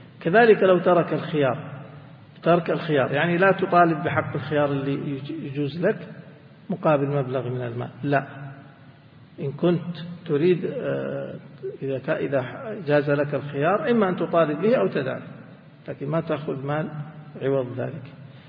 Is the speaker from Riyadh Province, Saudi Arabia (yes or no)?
no; Mecca, Makkah Province, Saudi Arabia; وعندنا في مكة أجياد السد